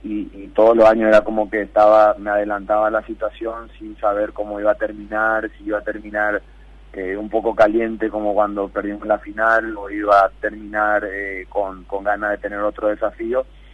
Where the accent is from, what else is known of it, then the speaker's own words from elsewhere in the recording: Paraguay; siendo paraguayo, sabiendo que las limitaciones que hay en mi país, que el deporte no es profesional